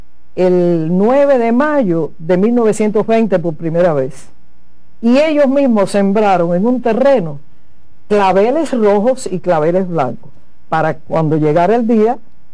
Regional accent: San Antonio de los Baños, Artemisa, Cuba; born there; Mira, yo nací en San Antonio de los Baños.

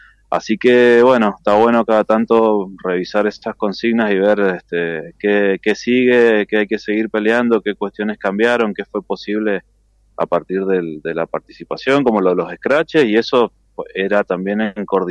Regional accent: Argentina; Como pueblo argentino creo que tenemos una trayectoria larguísima

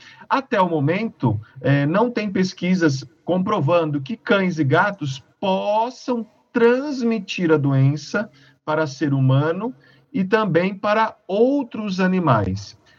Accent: São Paulo, Brazil; now in Uberaba, Brazil; Sou de São Paulo, capital, mas fui fazer vestibular e passei na época, né?

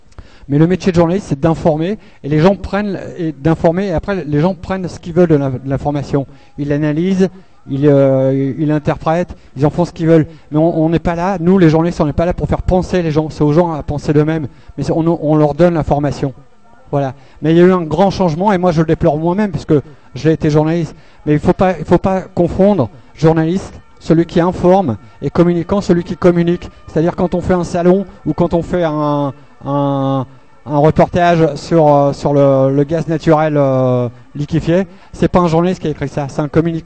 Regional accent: Hauts-de-France, France; Je viens du Nord, à côté de Calais. Enfin, une centaine de kilomètres de Calais, mais j'y vais assez souvent.

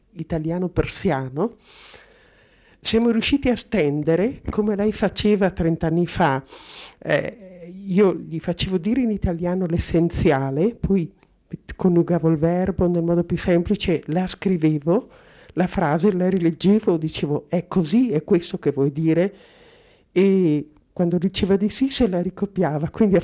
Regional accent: Merano, Trentino-Alto Adige, Italy; Sono di Merano, insegnante di scuola media, in pensione da un anno e mezzo.

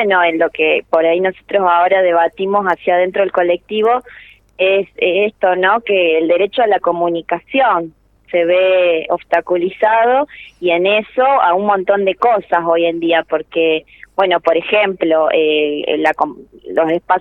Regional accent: Chaco, Argentina; yo soy de Chaco y me vinculo al proyecto hace 3 años

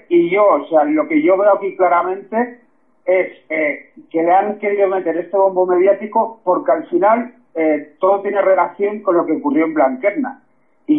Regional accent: Spain; los patriotas de Democracia Nacional, que somos los verdaderos españoles que sí queremos defender esta tierra.

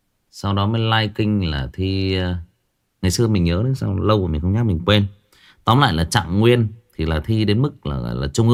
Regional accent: Hưng Yên, Vietnam; vào thời nhà Nguyễn ở quê tôi ở Hưng Yên có ông quan đốc học làm ở trong triều

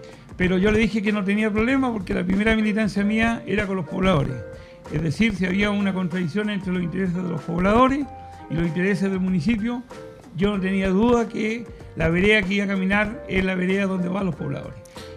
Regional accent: Los Vilos, Coquimbo, Chile; born there; nací en Los Vilos. Mi abuela era católica y comunista.

